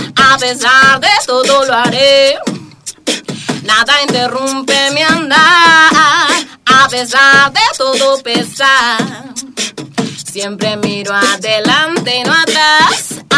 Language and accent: Spanish; Buenos Aires Province, Argentina; Yo soy de Zona Norte, chicos, les aviso.